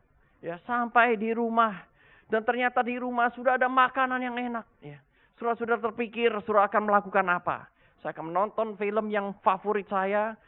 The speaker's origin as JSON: {"language": "Indonesian", "country": "Indonesia", "said": "untuk waktu yang cukup lama, 3 tahun lamanya, saya itu tidak pulang-pulang ke Indonesia."}